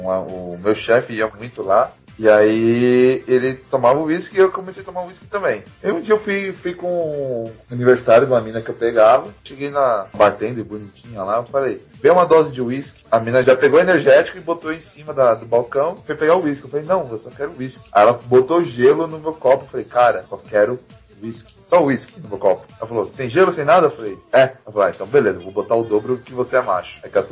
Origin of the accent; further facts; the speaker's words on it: Brazil; eu sou brasileiro.